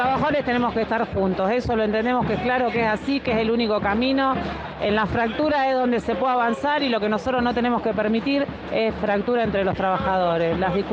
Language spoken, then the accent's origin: Spanish; Argentina; Acá somos trabajadores y somos argentinos